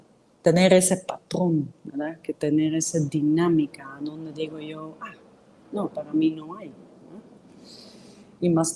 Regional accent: Netherlands; Spanish is a second language; yo como soy holandesa, que tuvieron que reconstruir el país después de esas dos guerras mundiales

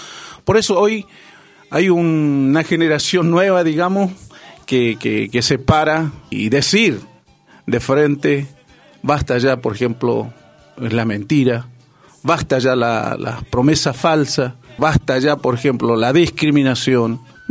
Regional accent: Quitilipi, Chaco, Argentina; yo soy de Quitilipi, de la colonia Origen, allí en lote 38.

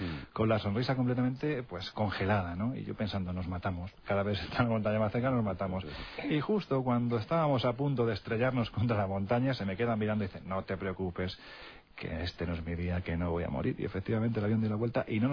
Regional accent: Andalusia, Spain; yo, como buen andaluz, pues soy supersticioso en ese sentido

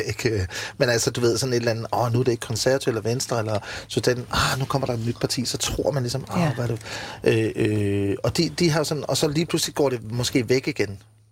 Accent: Region of Southern Denmark, Denmark; jeg kommer jo fra Fyn, og du ved, er rimelig naiv

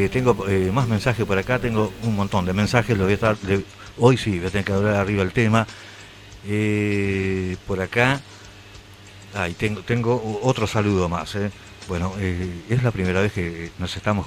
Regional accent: Tacuarembó, Uruguay; also born or lived in Colón; nacimos en la NBM, Nobleza Barrio Montevideo. somos de Tacuarembó. Estuve en Colón un tiempo, una onda laburo, estuve en Colón. También de Colón, Paysandú, pero no, somos uruguayos.

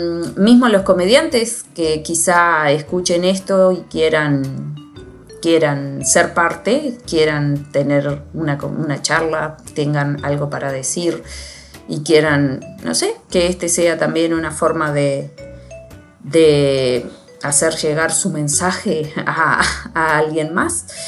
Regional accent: Libertad, San José, Uruguay; yo soy del interior del Uruguay. De una ciudad que se llama Libertad, y en el departamento de San José.

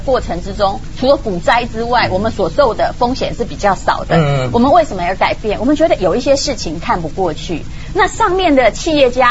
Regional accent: Taiwan; 在台湾我分得清楚我是台湾人

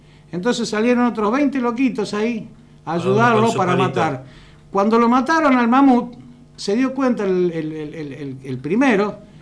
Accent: Rosario, Santa Fe, Argentina; Yo que soy oriundo de Rosario, te puedo decir

